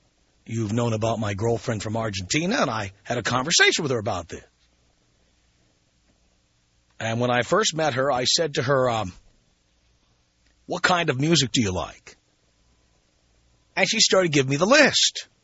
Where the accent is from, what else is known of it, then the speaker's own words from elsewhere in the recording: United States; which didn't make any sense to me as an American, but hey, what do I know?